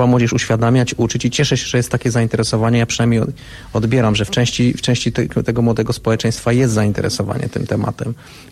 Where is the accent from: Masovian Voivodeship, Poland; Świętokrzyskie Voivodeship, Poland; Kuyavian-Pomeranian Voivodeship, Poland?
Świętokrzyskie Voivodeship, Poland; Kielce; w moim województwie, skąd się wywodzę, jestem ze Świętokrzyskiego, z Kielc